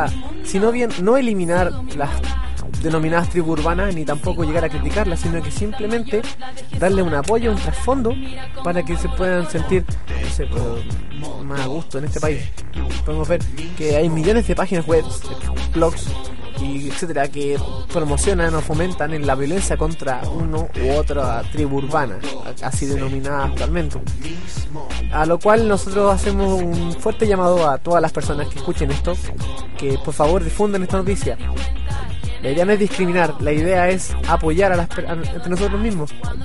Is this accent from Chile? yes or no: yes; Chile; la idea no es discriminarnos entre nosotros mismos, sino que debemos apoyarnos como juventud chilena.